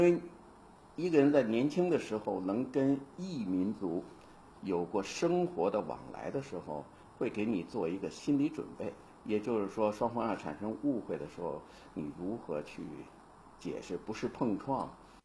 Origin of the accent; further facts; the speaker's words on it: Beijing, China; born there; 我出生在北京，在中央美术学院的宿舍里长大。中央美院有一个宿舍的名字叫大雅堡，在美术界里很值得一提的。